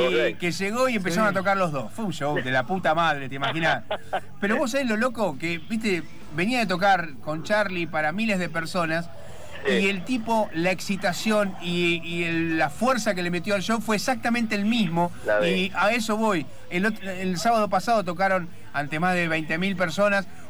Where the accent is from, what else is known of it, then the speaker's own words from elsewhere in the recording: La Plata, Buenos Aires Province, Argentina; Vos sabés que nosotros somos de La Plata y estamos acá en Buenos Aires